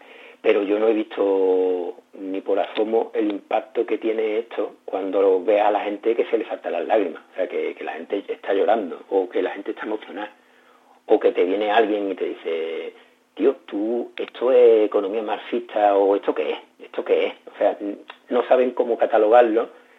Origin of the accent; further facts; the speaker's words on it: Morón de la Frontera, Andalusia, Spain; estuvo en mi pueblo, en Morón de la Frontera, en 1998, en el siglo XX